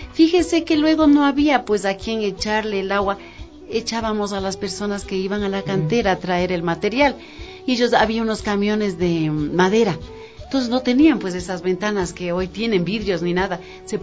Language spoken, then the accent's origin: Spanish; Quito, Pichincha, Ecuador; yo me crié en mi barrio, salí de aquí del Girón, que se llama el barrio donde yo nací. A los 11 años yo me fui de aquí al Batán. Yo viví en la subida a Villavista. Bien. Yo me crié con las familias mejores de Quito, porque éramos los únicos pobres.